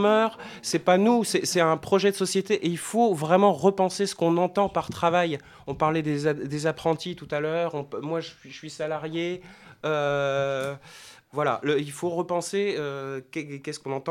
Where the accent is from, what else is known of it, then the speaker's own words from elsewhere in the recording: France; En plus, on est français, donc on a tendance à être à prendre beaucoup de choses là-dessus